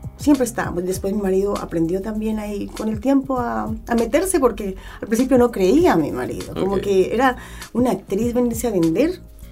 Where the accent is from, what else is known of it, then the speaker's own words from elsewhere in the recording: Colombia; now in Chile; yo me vengo de Colombia.